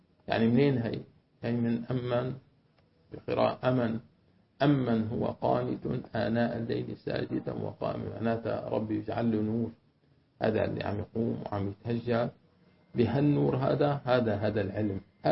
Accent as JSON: {"language": "Arabic", "country": "Syria", "said": "أنا سورية سورية بعضي سورية سورية لأنه سورية"}